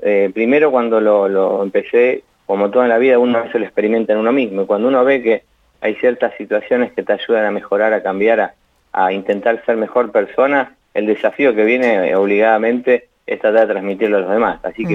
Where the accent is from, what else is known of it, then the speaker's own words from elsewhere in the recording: Buenos Aires, Argentina; moved away; Yo soy de Buenos Aires y hace 12 años que vivo acá.